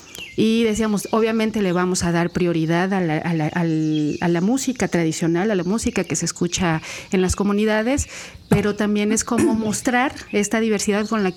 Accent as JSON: {"language": "Spanish", "region": "Mexico City", "country": "Mexico", "lives_now": "Veracruz, Mexico", "said": "yo soy de la Ciudad de México, y cuando llegué a Veracruz"}